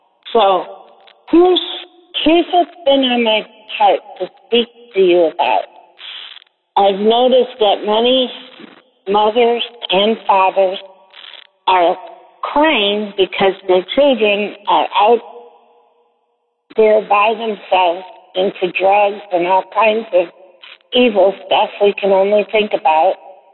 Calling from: Newburgh, Indiana, United States; I was bound from Newburgh, Indiana, on Thursday, October the 4th, 2018, at 10:20 in the morning.

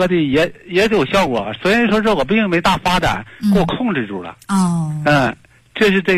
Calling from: Daqing, Heilongjiang, China; 哎呀，我是大庆的

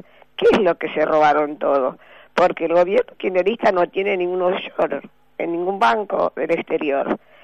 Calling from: Buenos Aires, Argentina; de Recoleta.

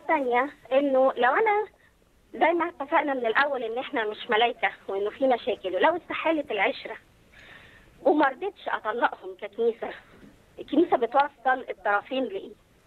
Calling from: Egypt; انا من مصر وكنت عايزه اعمل مداخله في نقطتين

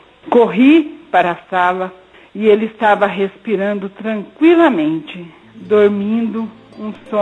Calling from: Apucarana, Paraná, Brazil; eu sou de Apucarana, Paraná.

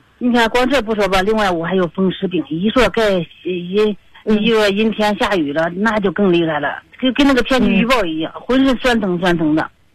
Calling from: Beijing, China; 我家是我家是北京的石景山这边的

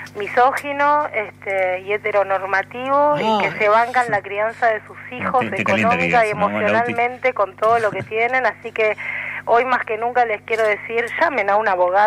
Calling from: Buenos Aires, Argentina; soy de Villa Crespo, chicos.

